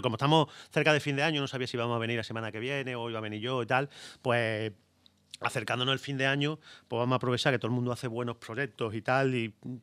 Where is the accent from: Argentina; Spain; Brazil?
Spain; Jijona, Valencian Community; de turrón bueno, de Gijona, turrón de mi tierra.